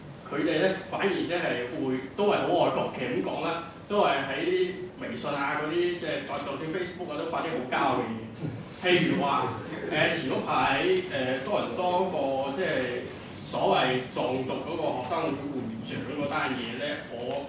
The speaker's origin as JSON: {"language": "Cantonese", "town": "Guangzhou", "region": "Guangdong", "country": "China", "said": "因為我係廣州嚟嘅"}